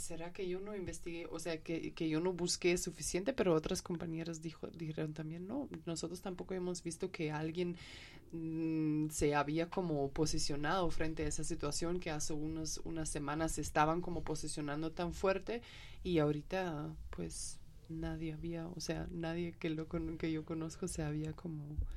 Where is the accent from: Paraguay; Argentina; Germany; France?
Germany; Spanish is a second language; como soy alemana, y entonces algunos de mis amigos en Alemania me escribían